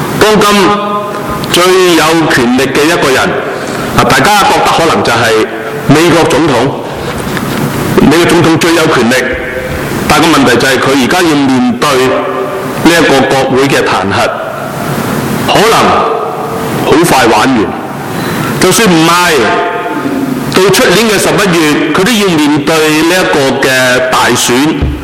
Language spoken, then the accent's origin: Chinese; China; 人都会是惧怕死亡特别是我们中国人